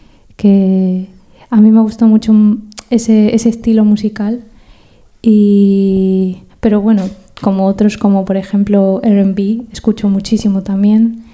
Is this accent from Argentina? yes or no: yes; Argentina; born there; yo como nací en Argentina y al final mis padres son de allí